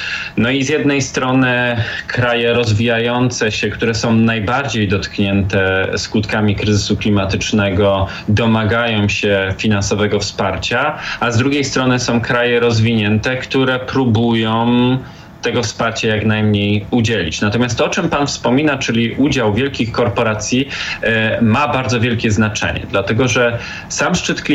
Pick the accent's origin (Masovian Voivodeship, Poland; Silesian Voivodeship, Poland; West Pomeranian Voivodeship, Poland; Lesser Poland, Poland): Silesian Voivodeship, Poland; Katowice; dlatego że jestem z Katowic